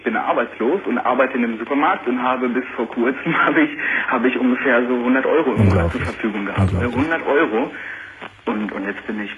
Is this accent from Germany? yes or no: yes; Lower Saxony, Germany; born there; und zwar, ich bin in Ostfriesland geboren.